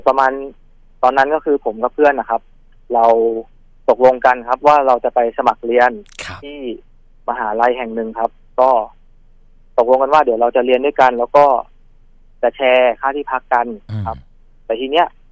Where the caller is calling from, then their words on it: Bangkok, Thailand; ตอนนี้ผมอยู่แถวๆรามินทาครับ